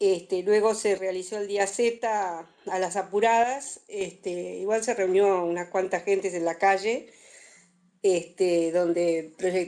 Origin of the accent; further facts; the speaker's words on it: Montevideo, Uruguay; de Uruguay, vivo en Montevideo, tengo 63 años, soy médica y estoy jubilándome.